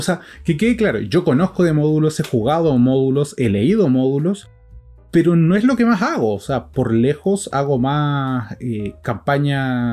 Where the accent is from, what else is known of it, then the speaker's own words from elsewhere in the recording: Buenos Aires, Argentina; Ahora saben otra cosa más, yo soy porteño.